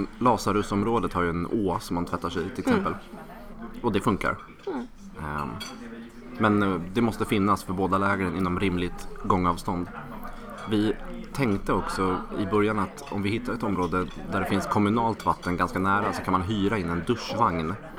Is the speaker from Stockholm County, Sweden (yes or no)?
yes; Stockholm, Stockholm County, Sweden; Sa jag att jag kommer från Stockholm?